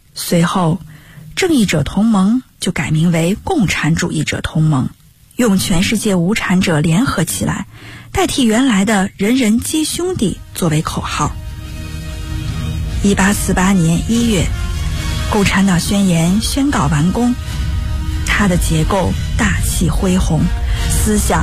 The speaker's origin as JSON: {"language": "Chinese", "region": "Northeast China", "country": "China", "said": "我是一个爱做梦爱哲学的东北女孩"}